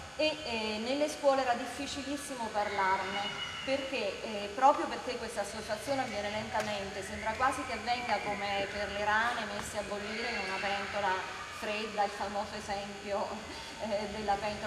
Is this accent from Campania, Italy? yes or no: yes; Caserta, Campania, Italy; io sono di Caserta